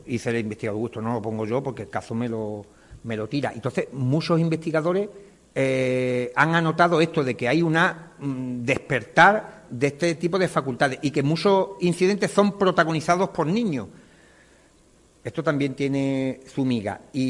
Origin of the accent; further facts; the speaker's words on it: Cádiz, Andalusia, Spain; born there; Yo nací en Cádiz, no tengo otro.